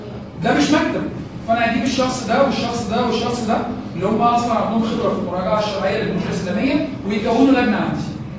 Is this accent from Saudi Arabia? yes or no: no; Egypt; في عندنا في مصر